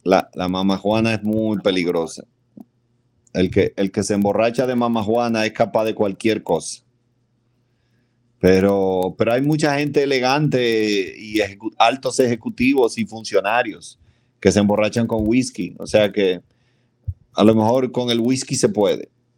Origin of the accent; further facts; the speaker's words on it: Dominican Republic; soy un dominicano bastante atípico. Aquí la bebida es un deporte nacional.